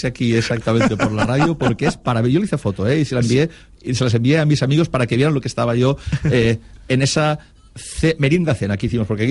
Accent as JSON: {"language": "Spanish", "town": "Castellar", "region": "Valencian Community", "country": "Spain", "tie": "born or raised there", "said": "yo nací en Castellar y estuve viviendo en Castellar a partir de los 10 años hasta que realmente casi comencé la carrera de medicina."}